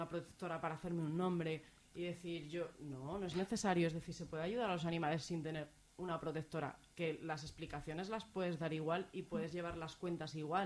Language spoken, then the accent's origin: Spanish; Alcázar de San Juan, Castilla-La Mancha, Spain; now in Zaragoza, Spain; yo tengo mi licencia aquí en Zaragoza y si me voy a mi pueblo, al Alcázar de San Juan